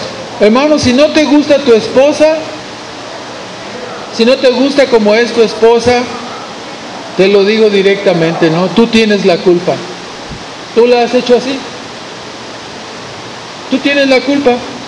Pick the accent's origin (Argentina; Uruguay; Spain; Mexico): Mexico; Monterrey, Nuevo León; Va a doler, especialmente porque somos de Monterrey.